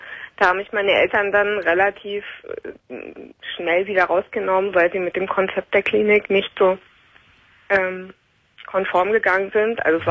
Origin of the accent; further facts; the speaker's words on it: Saarland, Germany; now in Berlin, Germany; Ich komme eigentlich aus dem Saarland, aber ich bin jetzt schon länger in Berlin, als ich im Saarland gewohnt habe.